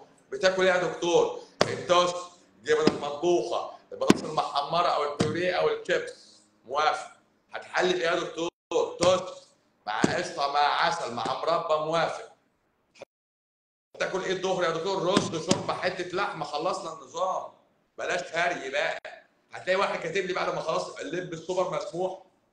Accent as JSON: {"language": "Arabic", "town": "Cairo", "region": "Cairo Governorate", "country": "Egypt", "said": "بس انا مش اسكندراني، انا قهرواني، انا من القاهره، انا من القاهره، يعني ما بين الجيزه والقاهره"}